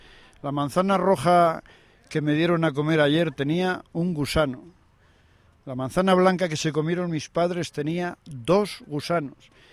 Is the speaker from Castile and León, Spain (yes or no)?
yes; Salamanca, Castile and León, Spain; yo soy de Salamanca